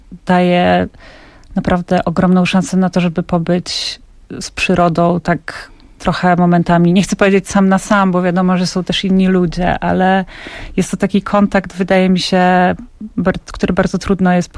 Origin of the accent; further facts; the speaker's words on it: Podlaskie Voivodeship, Poland; jestem z Podlasia, więc tam za bardzo okazji do tego nie było.